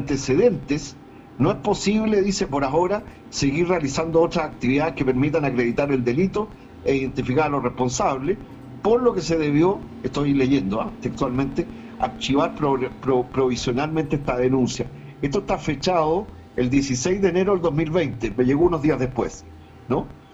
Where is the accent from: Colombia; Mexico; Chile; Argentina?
Chile; creo que es preocupante como chileno, y creo que no es solo mi caso